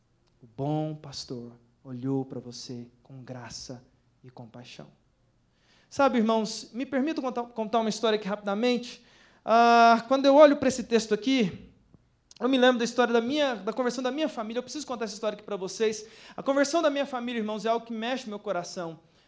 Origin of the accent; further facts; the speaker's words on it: Anápolis, Goiás, Brazil; Sou lá de Goiás, nascido em Anápolis, comedor de piqui, irmãos